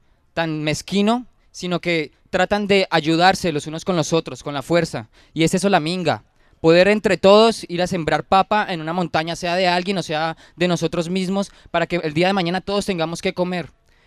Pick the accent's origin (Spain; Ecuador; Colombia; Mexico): Colombia; me hace pensar también en la discriminación que nosotros como colombianos también tenemos hacia nosotros mismos